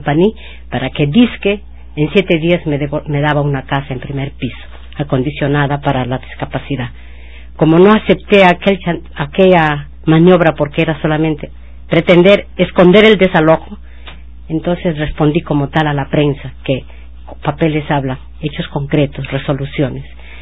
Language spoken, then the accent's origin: Spanish; Peru; quisiera primero saludar como peruana, también como parte del pueblo